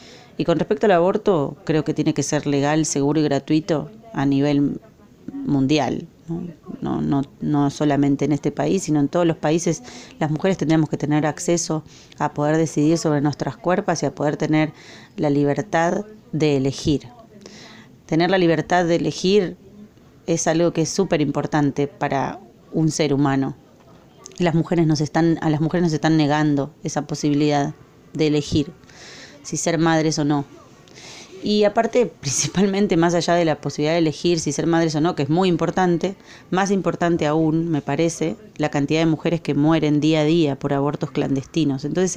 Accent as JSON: {"language": "Spanish", "country": "Argentina", "moved": "yes", "lives_now": "Costa Rica", "said": "Soy argentina y hace un año que estoy en Costa Rica."}